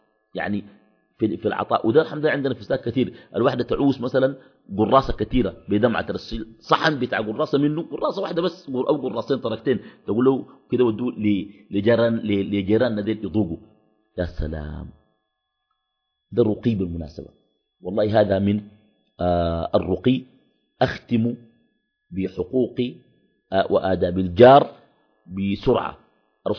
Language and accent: Arabic; Khartoum, Sudan; بعض الأحياء عندنا في الخرطوم بتكون أحياء مغلقة، ناس بيقنبوا في الشقق وكده